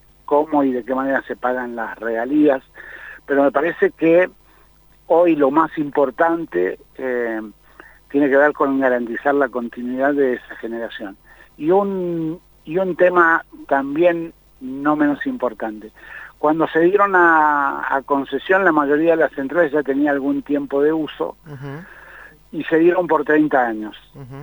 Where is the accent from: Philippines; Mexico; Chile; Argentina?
Argentina; En el tema de la energía eléctrica, primero deberíamos, como argentinos, tener claro una definición.